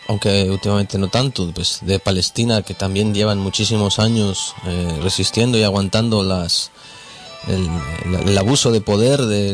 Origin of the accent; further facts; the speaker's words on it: Spain; Y nosotros como españoles o como gente que vive en este estado